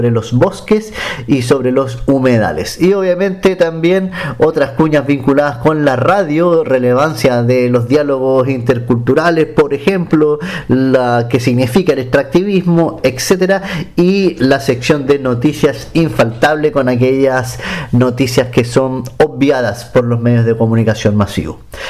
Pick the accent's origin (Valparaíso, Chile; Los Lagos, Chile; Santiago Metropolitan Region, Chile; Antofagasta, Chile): Valparaíso, Chile; a los que somos más de Valparaíso, Viña del Mar, etcétera